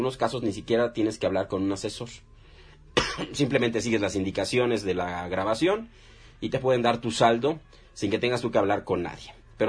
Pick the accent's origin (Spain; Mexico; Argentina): Mexico; Somos de México, mi estimado Fabricio. Somos mexicanos